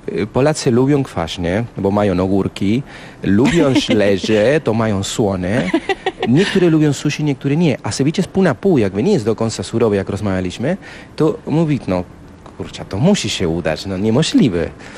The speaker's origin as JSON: {"language": "Polish", "region": "Mendoza", "country": "Argentina", "second_language": "Polish", "said": "bo ja pochodzę z Mendoza. On jest miasto bardzo blisko do Chile."}